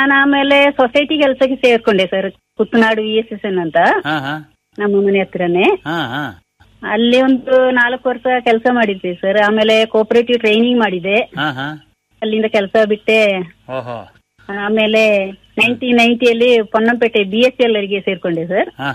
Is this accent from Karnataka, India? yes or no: yes; Bishettigeri, Karnataka, India; Bishettigeri village ಕೊಂಗಣ ಗ್ರಾಮದಲ್ಲಿ sir.